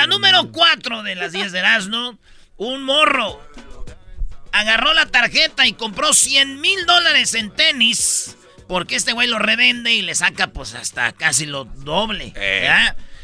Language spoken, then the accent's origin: Spanish; Michoacán, Mexico; Mi pueblo está a 2 horas de Guadalajara